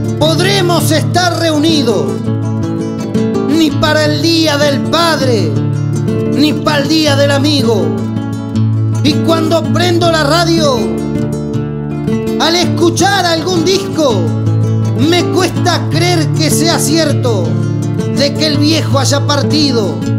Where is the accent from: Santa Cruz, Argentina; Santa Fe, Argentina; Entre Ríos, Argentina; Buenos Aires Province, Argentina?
Entre Ríos, Argentina; also born or lived in Santiago del Estero; Soy santiagueño, señores, pero me crié en Entre Ríos y aquí estoy para lo que gusten.